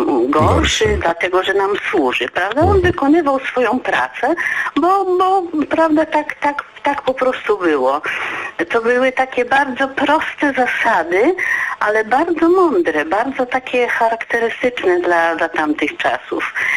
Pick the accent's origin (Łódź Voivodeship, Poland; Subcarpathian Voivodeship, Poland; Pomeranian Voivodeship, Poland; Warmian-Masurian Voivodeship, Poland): Subcarpathian Voivodeship, Poland; Przemyśl; now in Opole, Poland; mieszkam w tej chwili w Opolu, ale pochodzę z Przemyśla